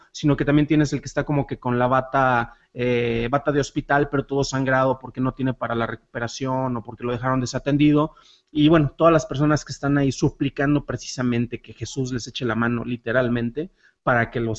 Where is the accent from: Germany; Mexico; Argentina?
Mexico; San Juan de los Lagos, Jalisco; Los que me conocen saben que soy originario de San Juan de los Lagos, allá en Jalisco.